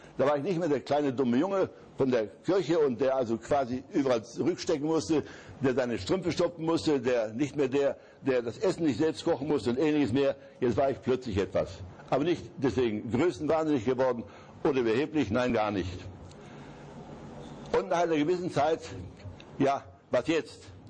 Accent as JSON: {"language": "German", "town": "Zabrze", "region": "Silesian Voivodeship", "country": "Poland", "tie": "born or raised there", "said": "Beuthen liegt von Hindenburg, von meiner Heimat, immerhin 15 Kilometer entfernt."}